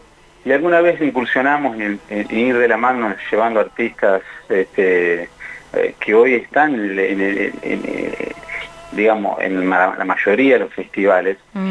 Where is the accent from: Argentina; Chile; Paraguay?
Argentina; La Pampa; Somos pampeanos, yo nací en Zona Norte, mis compañeros en el Butaló.